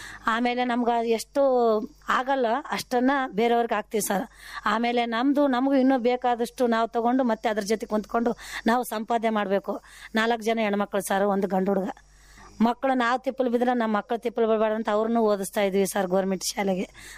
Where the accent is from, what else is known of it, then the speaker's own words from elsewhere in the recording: Manvi, Karnataka, India; ನಮ್ದು ತವರು ಮನೆ ಮಾನವಿ, ನಮ್ ಗಂಡನ ಮನೆ ಮಲಿಯಾಬಾದೆ.